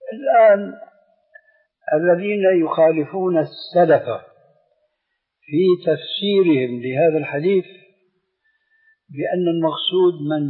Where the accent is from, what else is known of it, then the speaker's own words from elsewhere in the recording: Albania; Arabic is a second language; يعني أنا ألباني، يعني بعبارة أخرى أعجمي يا أستاذ، أنا لا أقول أنا عربي، أنا ألباني أعجمي أصل، تعلمت اللغة العربية بفضل الله ورحمته من كتاب الله وسنة النبي